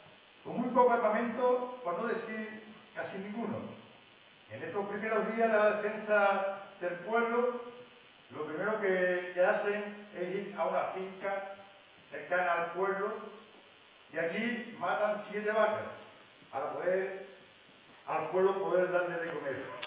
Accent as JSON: {"language": "Spanish", "town": "Guillena", "region": "Andalusia", "country": "Spain", "tie": "born or raised there", "said": "Ese primer día, ese 18 de julio, salí en mi pueblo, en Guillena, con una gran confusión, como pasó en toda España."}